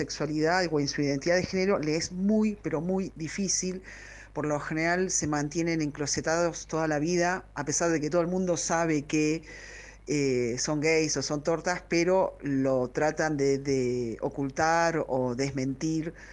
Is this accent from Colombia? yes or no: no; Buenos Aires, Argentina; somos personas porteñas, habituadas a estar fuera del closet y a vivir una vida prácticamente normal con nuestras sexualidades en Buenos Aires.